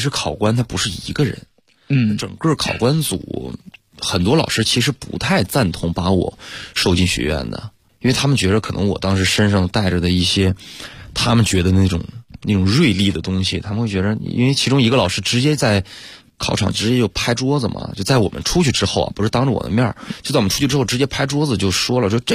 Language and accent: Chinese; Hegang, Heilongjiang, China; 鹤岗人，黑龙江。